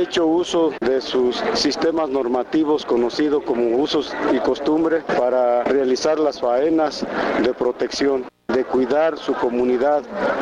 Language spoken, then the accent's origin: Spanish; Cherán, Michoacán, Mexico; Soy comunero de Cherán, del estado de Michoacán, el pueblo Purépecha.